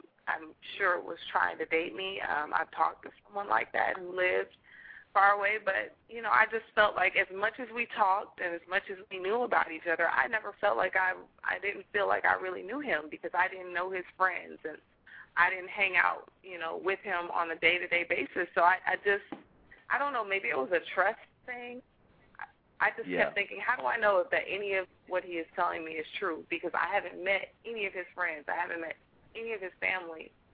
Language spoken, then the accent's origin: English; Los Angeles, California, United States; I'm from Los Angeles, and my boyfriend left Los Angeles to come to Georgia to go to school